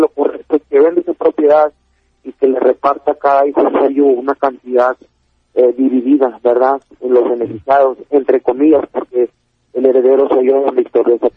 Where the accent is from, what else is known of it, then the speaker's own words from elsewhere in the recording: Monterrey, Nuevo León, Mexico; Yo soy de Monterrey.